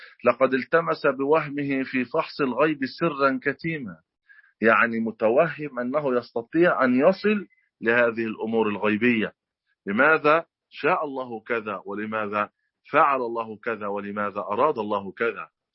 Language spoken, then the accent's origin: Arabic; Egypt; accent: Egyptian; الكرسي في لهجتنا المصرية الكرسي